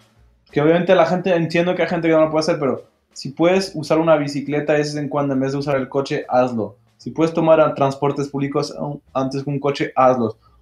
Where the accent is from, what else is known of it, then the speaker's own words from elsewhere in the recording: Mâcon, Bourgogne-Franche-Comté, France; que nació en Macón, en mi pueblo natal